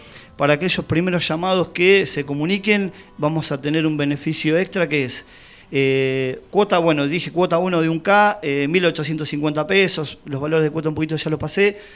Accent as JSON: {"language": "Spanish", "town": "Tandil", "region": "Buenos Aires Province", "country": "Argentina", "tie": "born or raised there", "said": "Soy de acá, de Tandil, como dice la gente autóctona del lugar, nacido y criado."}